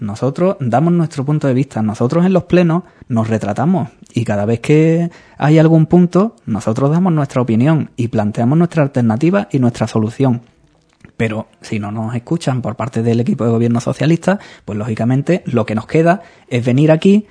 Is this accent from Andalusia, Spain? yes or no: yes; Andalusia, Spain; Bueno, somos andaluces y exageramos un poco